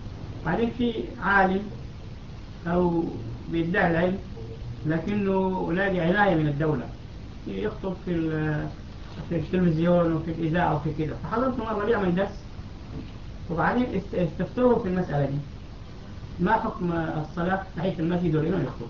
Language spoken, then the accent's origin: Arabic; Sudan; في السودان الناس بيزعموا انهم